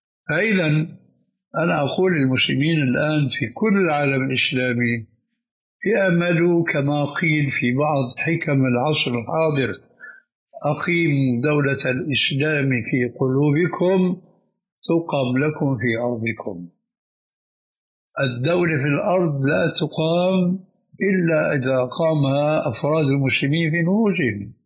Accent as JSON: {"language": "Arabic", "country": "Syria", "said": "كما يقولون عندنا في الشام بدها زكتاف"}